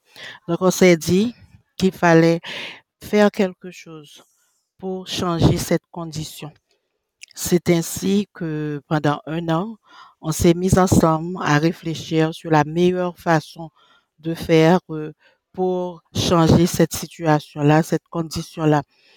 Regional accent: Haiti; je suis une Haïtienne, je reviens d'Haïti

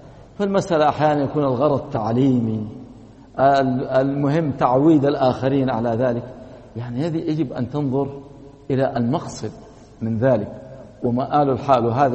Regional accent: Saudi Arabia; وللأسف أنا أتكلم عندنا في السعودية

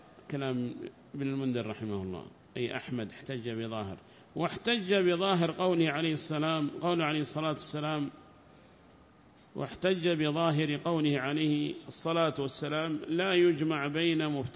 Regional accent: Hadhramaut, Yemen; هنا 20 عندنا في حضرموت و20 في عدن

